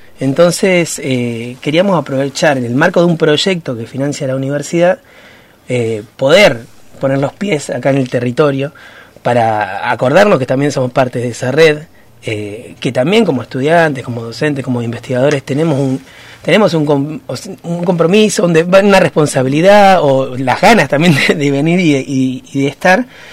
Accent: Comodoro Rivadavia, Chubut, Argentina; La mayoría somos de Comodoro, ya conocen, territorio marcado por el extractivismo petrolero

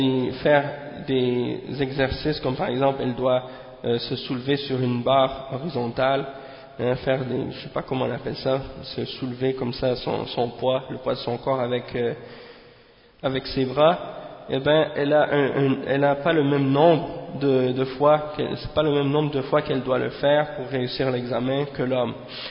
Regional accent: Montreal, Quebec, Canada; dans un quartier à Montréal, c'est-à-dire à Montréal-Nord, hein. Et bien entendu, c'est là que j'ai grandi, à Montréal-Nord

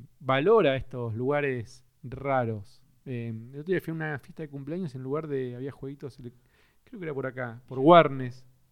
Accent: Cipolletti, Río Negro, Argentina; yo soy de Chipoleti, de Río Negro, y ahí hice la secundaria

